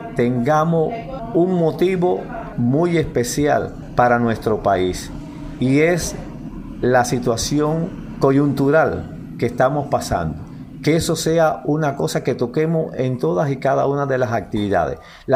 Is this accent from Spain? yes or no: no; Cuba; donde está insertado también nuestra idiosincrasia como cubanos